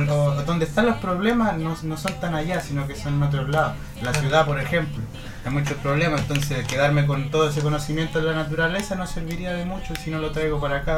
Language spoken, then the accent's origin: Spanish; Concepción, Biobío, Chile; vivo aquí en Concepción. Toda mi vida nací en Concepción y he vivido acá desde siempre. En este momento en San Pedro de la Paz.